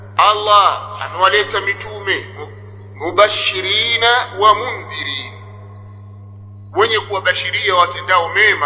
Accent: Tabora, Tanzania; Kuna mmoja kule kwetu Tabora, ni shekhi kule kwetu

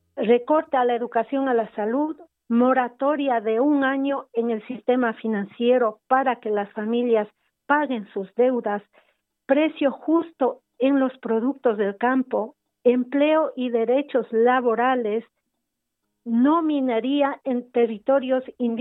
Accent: Ecuador; como ciudadanos ecuatorianos

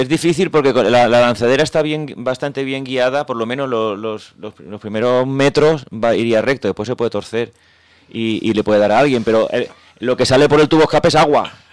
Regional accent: Jerez, Andalusia, Spain; somos de Jerez, Magallanes

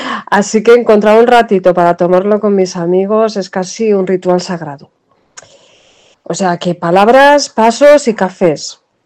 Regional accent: Quintanadueñas, Castile and León, Spain; Quintanadueñas es mi pueblo.

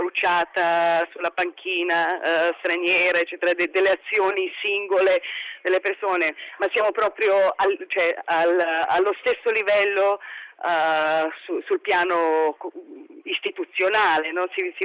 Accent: Belgrade, Serbia; now in Italy; Io sono di Belgrado, sono serba, sono di origine rom e vivo in Italia dal 99, sono cittadina italiana.

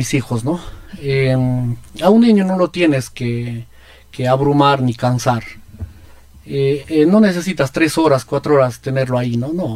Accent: Peru; Y yo ahí, como todo peruano y como todo curioso nuevo, ¿no? Dirían en Lima, bajadito

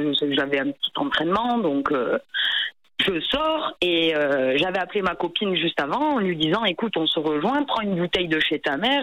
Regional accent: Toulouse, Occitanie, France; Donc j'avais 13 ans et et en fait moi je viens de Toulouse

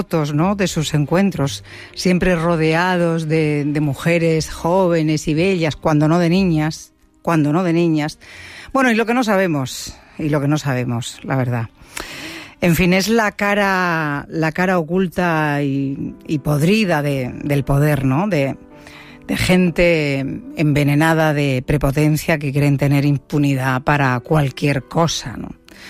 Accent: Seville, Andalusia, Spain; En mi tierra está lloviendo como nunca. Lleva lloviendo, yo creo que 15 días o 20 días en Sevilla.

